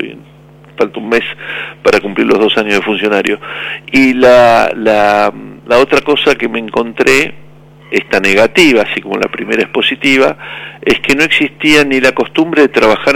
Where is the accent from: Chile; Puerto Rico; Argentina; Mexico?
Argentina; como muchos argentinos